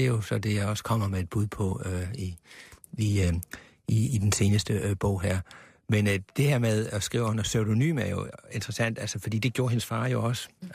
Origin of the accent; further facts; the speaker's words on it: Sønderborg, Region of Southern Denmark, Denmark; jeg er opvokset i Sønderborg, og jeg har en del af min familie bor i Tyskland, og jeg har utallige gange som barn skulle ind over den her grænse